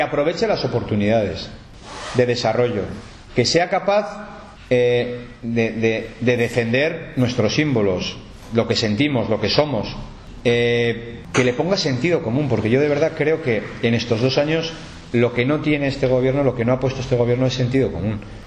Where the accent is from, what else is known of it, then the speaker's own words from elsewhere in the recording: Navarre, Spain; estamos muy cómodos siendo Navarra, siendo una comunidad foral y española, muy cómodos.